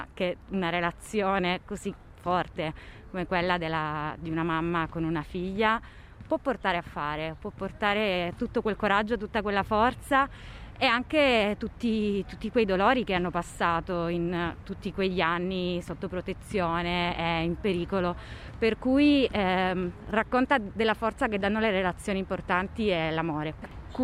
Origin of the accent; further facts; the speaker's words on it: Calabria, Italy; io sono calabrese